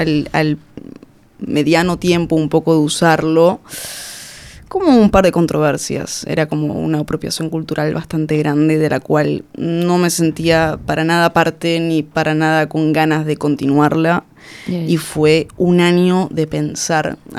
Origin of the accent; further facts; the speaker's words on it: Argentina; moved away as an adult; now in Barcelona, Spain; Soy de Argentina, me vine a vivir a Barcelona a los 19 años.